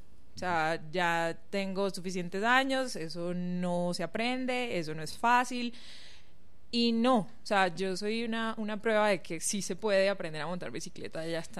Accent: Sincelejo, Sucre, Colombia; now in Medellín, Colombia; yo vengo de una ciudad pequeña de la costa atlántica colombiana, se llama Sincelejo, pero llegué a Medellín hace 12 años aproximadamente.

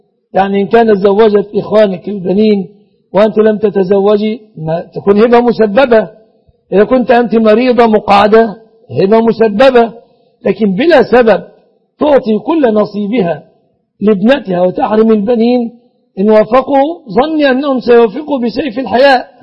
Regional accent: Egypt; بلادنا مصر

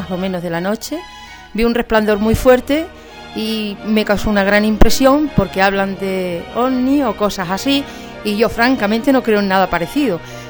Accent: Gata, Extremadura, Spain; Trabajo fuera de Gata, soy de Gata, pero estoy fuera trabajando en la provincia de Gerona.

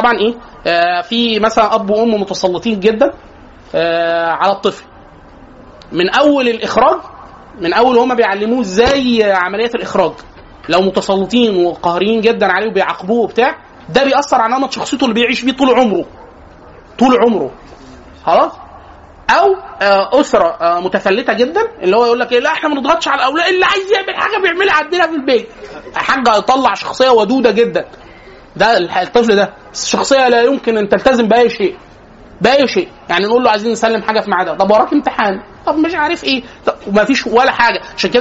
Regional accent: Egypt; احنا عندنا في مصر لازم نفترق

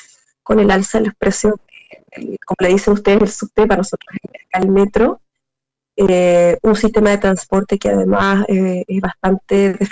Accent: Chile; Nosotros como chilenos no hemos tenido esa posibilidad durante mucho tiempo.

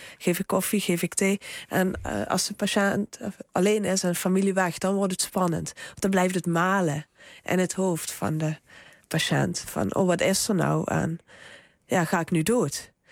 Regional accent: Limburg, Netherlands; want ik kwam uit Zuid-Limburg.

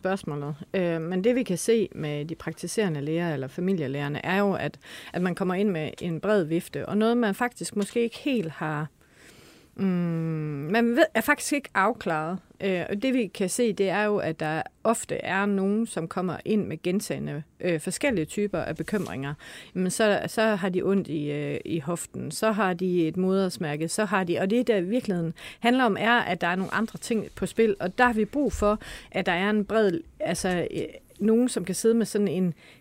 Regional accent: Struer, Central Denmark Region, Denmark; Jeg er selv opvokset ligesom Malene i udkantsområdet. Jeg er opvokset i Struer i Vestjylland.

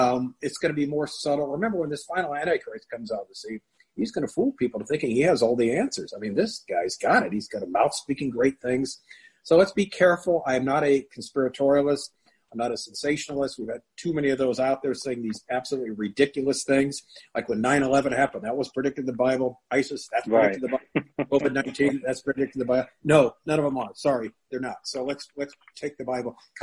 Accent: California, United States; a bunch of us from our old school, I'm from Southern California, Tustin High, Foothill High in Orange County

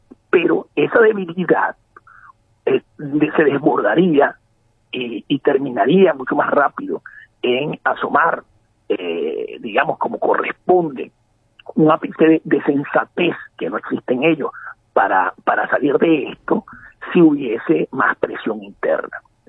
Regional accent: Venezuela; como venezolano que soy

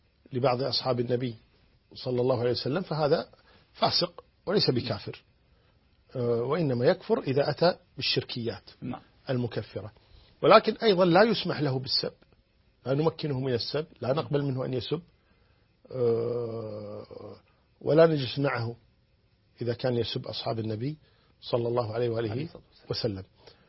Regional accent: Kuwait; وعندنا في الكويت نقول نشرق باسمه

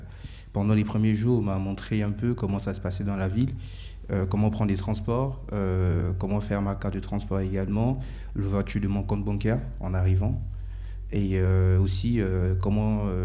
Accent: Gabon; moved away as an adult; Je venais du Gabon après ma licence et je venais de faire mon master.

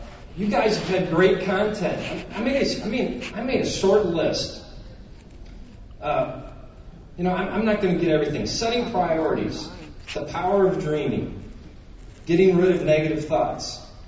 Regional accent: Minnesota, United States; I'm from Minnesota.

